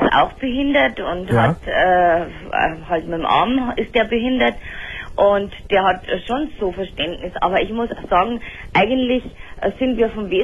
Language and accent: German; Bavaria, Germany; Ja, ich komme aus Süddeutschland.